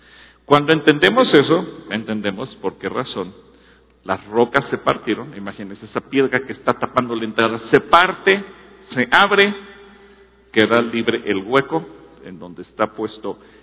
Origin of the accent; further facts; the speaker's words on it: Mexico; Usted y yo, como buenos mexicanos y con una mentalidad occidental